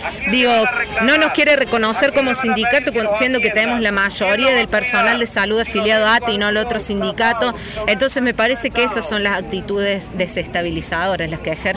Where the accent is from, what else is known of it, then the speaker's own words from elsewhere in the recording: Río Cuarto, Córdoba, Argentina; lo digo porque yo vengo de Río Cuarto